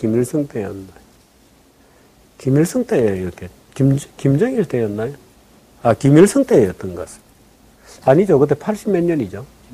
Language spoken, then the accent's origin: Korean; Busan, South Korea; 저는 부산에서 어린 시절을 보냈는데요.